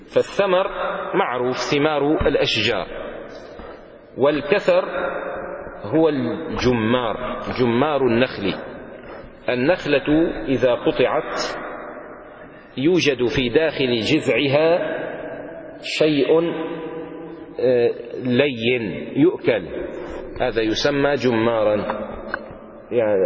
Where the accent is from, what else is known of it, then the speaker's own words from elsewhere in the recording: Damascus, Damascus Governorate, Syria; لذلك كان عندنا في دمشق قديما، لما كانت دمشق دمشق